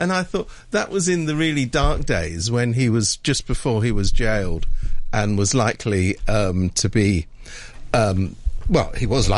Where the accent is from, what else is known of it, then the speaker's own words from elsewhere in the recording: United Kingdom; I keep coming back to this thing about something I happen to know about being British.